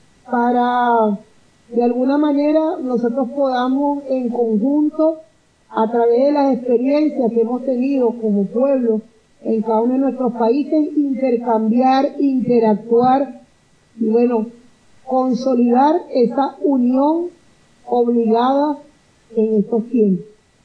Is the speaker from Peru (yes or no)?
no; Venezuela; Y en el caso nuestro, como venezolanas y venezolanos, bueno, nuestra hermosa patria